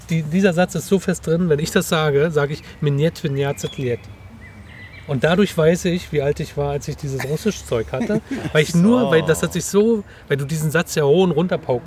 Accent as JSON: {"language": "German", "region": "Berlin", "country": "Germany", "said": "Ich komme aus Treptow-Köpenick."}